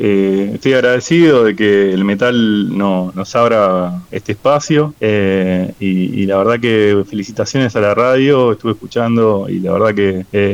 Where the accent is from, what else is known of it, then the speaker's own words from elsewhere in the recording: Burzaco, Buenos Aires Province, Argentina; somos de Bursaco, se forma en Bursaco la banda, la mayoría somos de acá de Bursaco